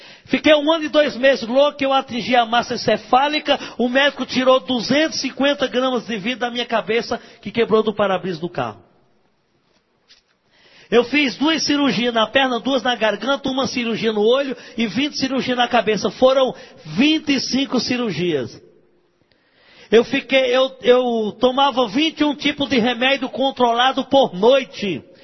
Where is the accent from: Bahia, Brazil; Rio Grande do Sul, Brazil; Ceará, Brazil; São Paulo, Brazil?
Ceará, Brazil; Eu mando para o Ceará, para a minha terra.